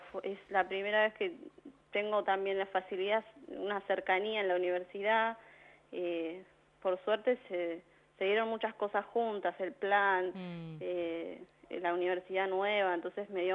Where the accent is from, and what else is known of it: Ezpeleta, Buenos Aires Province, Argentina